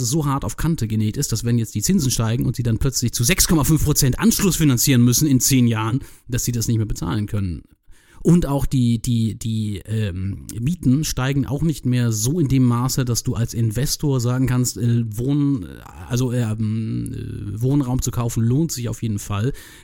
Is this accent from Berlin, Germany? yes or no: yes; Berlin, Germany; born there; ich bin Ende 2007 nach Berlin gezogen, du weißt ja, ich bin in Berlin geboren, aber nein, nicht hier gelebt und so weiter